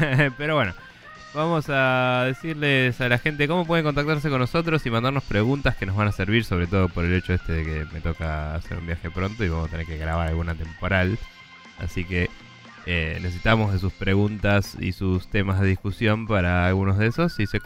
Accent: Buenos Aires, Argentina; porque somos personas de Buenos Aires y en Buenos Aires no tiene sentido adorar ninguna otra estación del año casi.

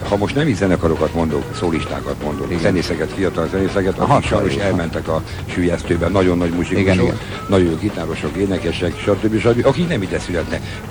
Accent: Budapest, Hungary; Persze, mindig is pesti voltam.

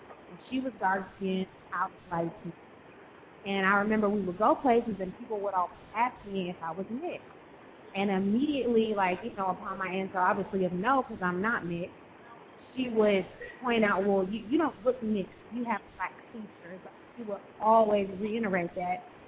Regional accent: Alabama, United States; Growing up, like I grew up in Alabama, so of course that's the South.

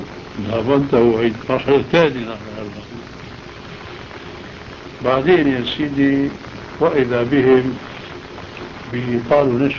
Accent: Aleppo, Aleppo Governorate, Syria; فهو بعرفه انا من حلب

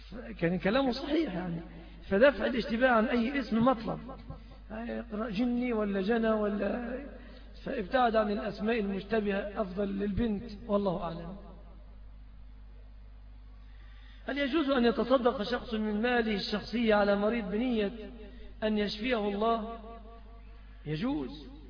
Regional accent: Egypt; وبعض أهل البلاد العربية يأخذوها علينا كمصريين

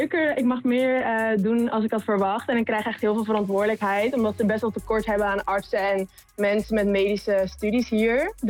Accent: Netherlands; accent: Dutch; Dutch is a second language; En mijn accent in het Engels is natuurlijk heel erg Nederlands.

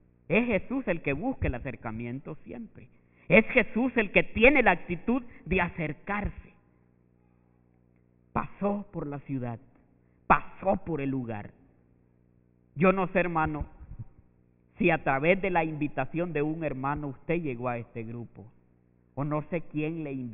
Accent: El Salvador; Es un hombre que vive un poco distanciado de donde yo soy. Así pobre como somos en nuestros países, Centroamérica, El Salvador.

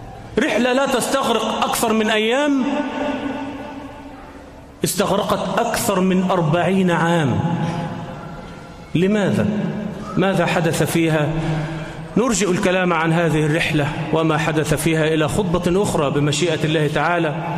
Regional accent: Egypt; اللهم احفظ بلدنا مصر آمنة مطمئنة

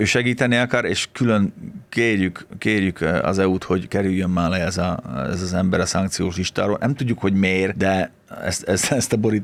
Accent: Felvidék, Slovakia; mi együtt nőttünk fel, ugye annak idején, ez egy felvidéken, soha semmilyen súrlódás nem volt

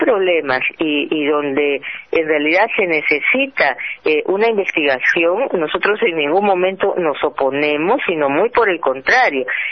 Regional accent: Piura, Peru; soy de Piura, y por ejemplo en Piura y en el norte del país las cosas tampoco están parejas

